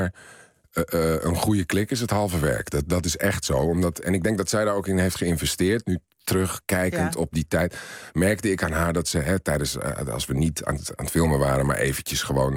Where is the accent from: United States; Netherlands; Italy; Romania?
Italy; Ik ben opgegroeid in Italië.